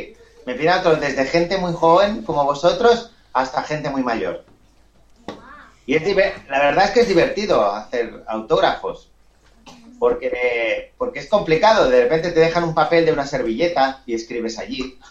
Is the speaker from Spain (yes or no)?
yes; Argentona, Catalonia, Spain; yo soy de Barcelona, de un pueblecito muy pequeño que se llama Argentona